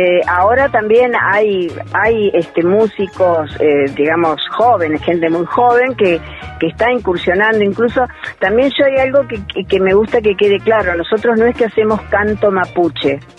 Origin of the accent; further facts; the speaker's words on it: Buenos Aires, Argentina; also born or lived in Bariloche; now in Capilla del Monte, Argentina; Y yo, si bien soy de provincia de Buenos Aires, viviendo ahora acá, pero viví muchos años en Bariloche, y ahí absorbí y me enamoré del sur, de la Patagonia